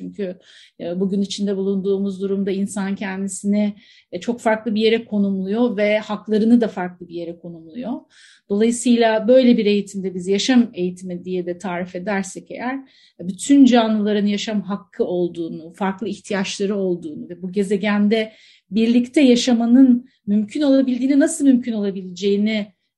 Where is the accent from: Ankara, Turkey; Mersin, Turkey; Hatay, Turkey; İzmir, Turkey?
Hatay, Turkey; Antakya; ben bir dağın yamacında, nehrin kollarında büyüdüm diye tarif ediyorum kendimi Antakyalı olduğum için.